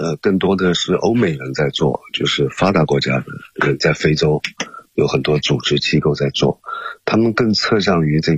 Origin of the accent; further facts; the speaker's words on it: China; 在国际上真是为我们中国人争得了脸面